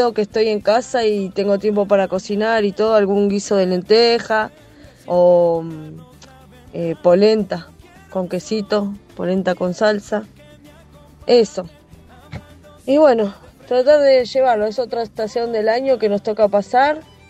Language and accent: Spanish; Quilmes, Buenos Aires Province, Argentina; de Quilmes.